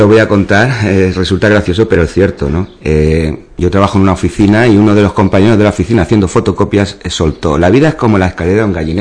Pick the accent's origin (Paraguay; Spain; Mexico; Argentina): Spain; Ubrique, Andalusia; digo, mi juventud la pasé aquí, mi infancia y bueno, y el arraigo que tengo a Ubrique lo considero mi pueblo, ¿no? Las montañas estas las llevo muy presentes siempre